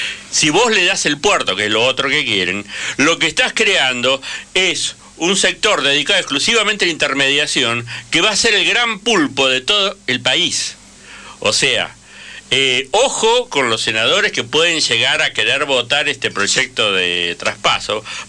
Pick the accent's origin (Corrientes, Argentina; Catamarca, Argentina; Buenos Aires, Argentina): Catamarca, Argentina; O claro, Catamarca, de donde soy.